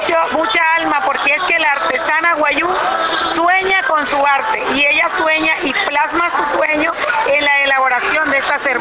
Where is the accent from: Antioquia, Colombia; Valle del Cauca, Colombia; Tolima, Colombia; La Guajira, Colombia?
La Guajira, Colombia; soy del departamento de La Guajira en la República de Colombia.